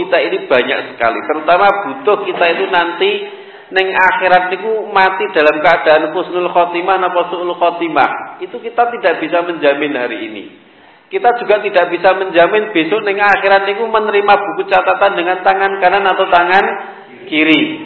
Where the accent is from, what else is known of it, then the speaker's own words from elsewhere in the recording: Surakarta, Central Java, Indonesia; kebetulan saya juga orang Solo